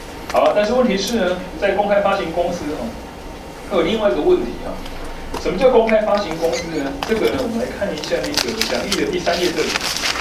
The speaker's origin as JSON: {"language": "Chinese", "country": "Taiwan", "said": "我们台湾人想要这样做"}